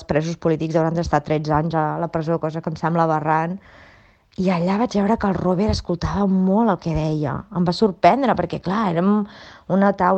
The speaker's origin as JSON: {"language": "Catalan", "town": "Barcelona", "region": "Catalonia", "country": "Spain", "said": "Diu, d'on ets? Dic, de Barcelona."}